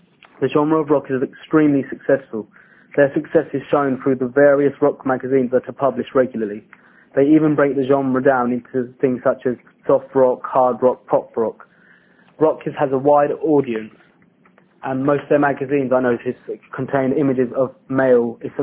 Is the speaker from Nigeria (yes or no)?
no; United Kingdom; He is just like me and many other boys who are born and bred in Britain